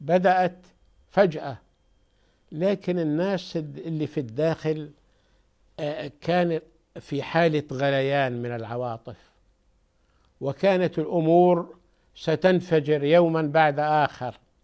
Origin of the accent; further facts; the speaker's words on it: Syria; فأنا أرجو أن لا تسمع عن أحد عندنا في سوريا يطالب بمثل هذا